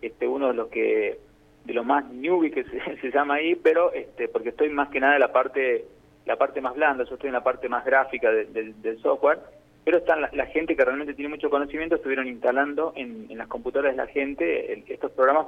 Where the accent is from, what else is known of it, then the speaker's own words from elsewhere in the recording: Jujuy, Argentina; also born or lived in Buenos Aires; yo soy de Jujuy, pero estuve en Buenos Aires, y cuando vuelvo a la provincia